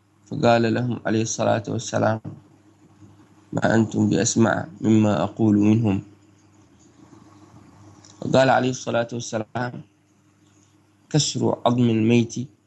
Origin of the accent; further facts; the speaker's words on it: Yemen; ضاق الوقت عن القراءة بسبب الفجر عندنا في اليمن.